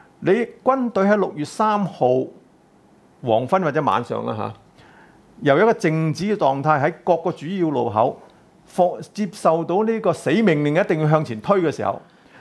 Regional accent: China; born there; 因為當時我係比較有少少即係叫大陸嘅知識背景，我大陸出世。

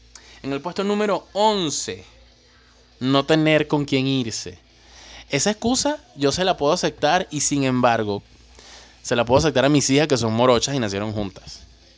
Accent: Venezuela; somos los venezolanos súper chéveres, súper echados para adelante y súper habladores, jodedores y que conocemos a todo el mundo

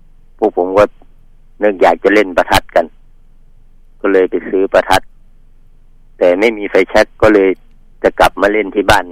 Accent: Bueng Kan, Thailand; ครับบ้านเกิดแล้ว

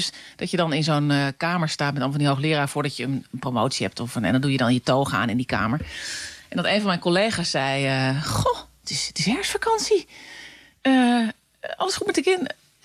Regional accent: Utrecht, Netherlands; bij ons in Utrecht is altijd de gewoonte dat de jager de taart aansnijdt.

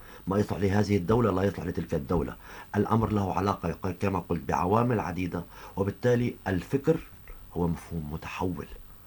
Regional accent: Syria; وهذا ما نعاني حاليا في بلدنا سوريا

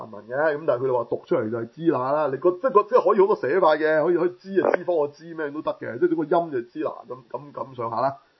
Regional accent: China; 同埋我哋中国人嚟嘅

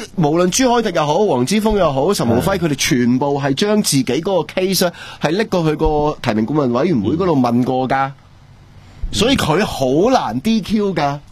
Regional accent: Hong Kong

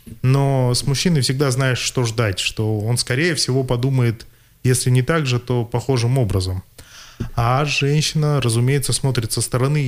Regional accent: Novosibirsk, Novosibirsk Oblast, Russia; Да, я из Новосибирска, и действительно сейчас нахожусь в Красноярске на достаточно продолжительном проекте.

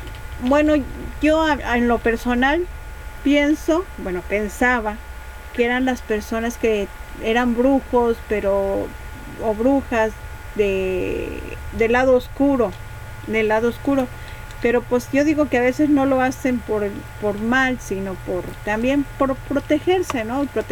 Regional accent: Guerrero, Mexico; yo soy de Guerrero

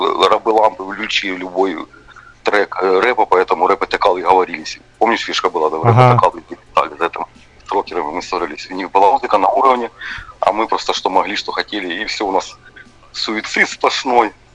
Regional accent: Starobilsk, Luhansk Oblast, Ukraine; also born or lived in Alchevsk; Я со Старобельска, я с Алчевска, понимаешь, потому что в каждом городе там было не по много пацанов

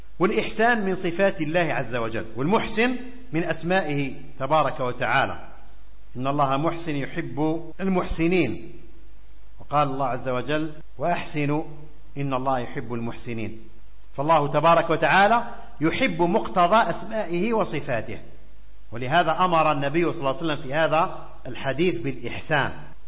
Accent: Algeria; في بلادنا الجزائر الطيبة

